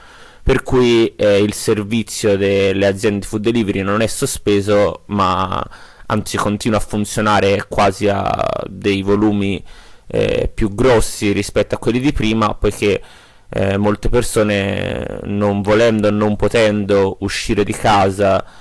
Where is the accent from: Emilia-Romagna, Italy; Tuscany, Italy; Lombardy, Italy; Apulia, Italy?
Tuscany, Italy; Florence; now in Turin, Italy; vivo a Torino, ma come forse potete sentire anche dal mio accento, sono un emigrato fiorentino. E vivo qui da qualche mese